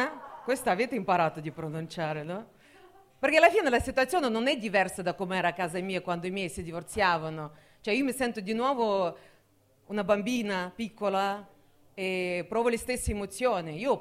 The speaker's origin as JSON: {"language": "Italian", "country": "Russia", "second_language": "Italian", "moved": "yes", "lives_now": "Italy", "said": "Vabbè, vorrei che comunque capite che io sono russa ma non praticante."}